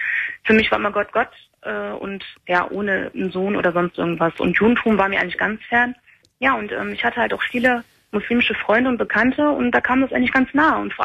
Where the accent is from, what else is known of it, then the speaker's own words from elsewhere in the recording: Germany; ich bin Deutsche und ich bin mit 19 zum Islam konvertiert.